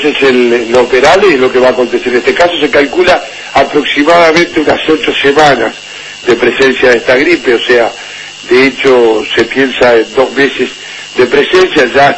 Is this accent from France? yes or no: no; Uruguay; Sí, como corresponde, como uruguayo